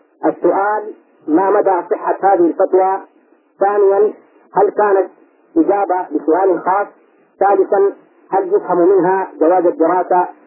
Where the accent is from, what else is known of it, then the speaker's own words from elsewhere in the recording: Sudan; عندنا في السودان